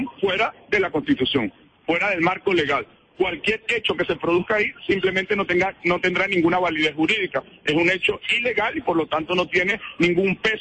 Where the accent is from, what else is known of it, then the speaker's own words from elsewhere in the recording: Venezuela; Las vamos a dirimir amándonos como venezolanos y venezolanas que somos.